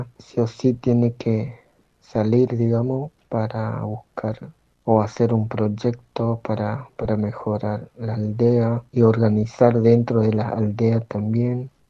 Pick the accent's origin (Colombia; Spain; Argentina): Argentina; Sí, yo soy argentino, nací acá.